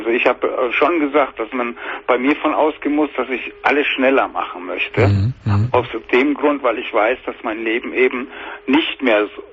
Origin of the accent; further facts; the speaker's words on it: Bavaria, Germany; ich komme aus Bayern.